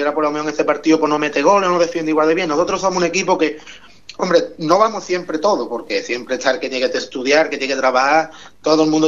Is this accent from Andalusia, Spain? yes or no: yes; El Bosque, Andalusia, Spain; venimos todos desde el Bosque, quitando tres que hay de Ubrique, venimos todos desde el Bosque y desde Villamartín.